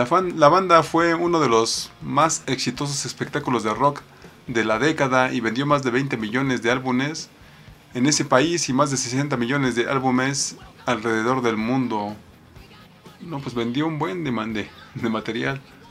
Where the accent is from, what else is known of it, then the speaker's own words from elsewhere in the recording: Mexico; uno se las tiene que ingeniar como buen mexicano.